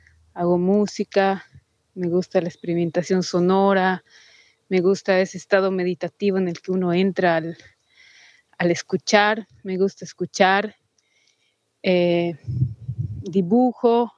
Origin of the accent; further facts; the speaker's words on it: Cochabamba, Bolivia; soy de Cochabamba, Bolivia